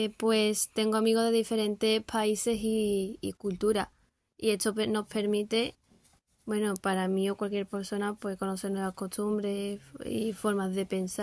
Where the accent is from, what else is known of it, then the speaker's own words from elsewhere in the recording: Morocco; now in Seville, Spain; soy de Marruecos.